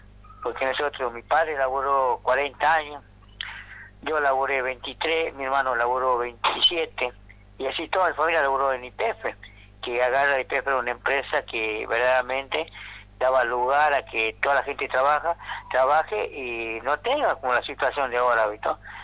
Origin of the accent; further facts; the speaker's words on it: General Mosconi, Salta, Argentina; No, yo no soy de Tartagal, soy de General Mosconi, en honor al que creó YPF.